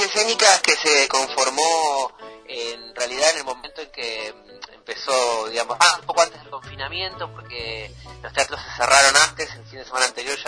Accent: Villa Bosch, Buenos Aires Province, Argentina; Yo soy de Villa Bor, soy del conurbano, siempre, el 3 de febrero

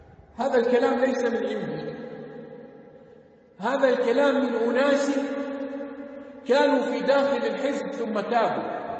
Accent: Jordan; واحد هنا عندنا في الأردن على المنبر اتهم الشيخ بهذا

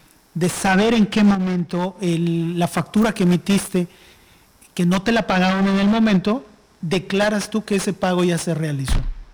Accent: Mexico; Como buenos mexicanos, hasta que no sea obligación, pues no

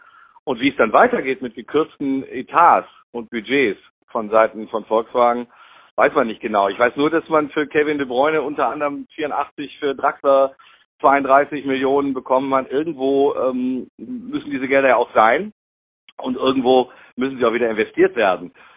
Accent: Düsseldorf, North Rhine-Westphalia, Germany; Ich als Düsseldorfer habe auch schon sehr häufig die Kölner gelobt.

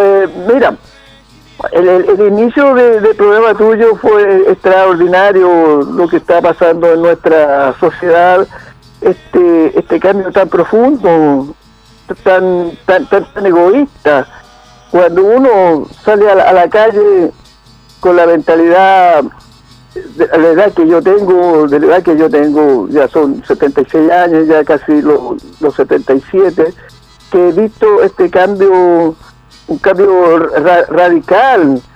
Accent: Chile; como buen chileno, la talla

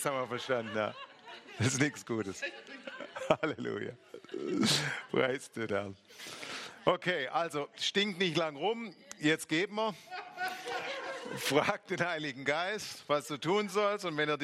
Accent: Baden-Württemberg, Germany; Jetzt habe ich wieder als Schwabe ein schwäbisches Wort gelernt.

